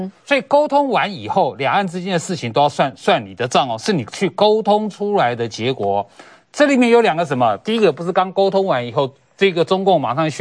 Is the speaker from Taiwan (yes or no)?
yes; Taiwan; 也我希望就是我们台湾人大家一起来拿起枪保护自己的家园。